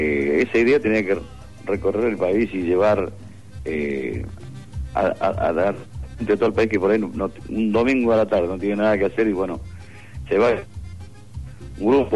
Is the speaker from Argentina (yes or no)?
yes; Colón, Entre Ríos, Argentina; somos todos de Colón, de acá de Santa Fe